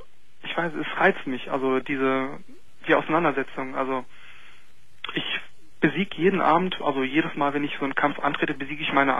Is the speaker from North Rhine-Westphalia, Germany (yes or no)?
yes; Düsseldorf, North Rhine-Westphalia, Germany; In Düsseldorf-Rating.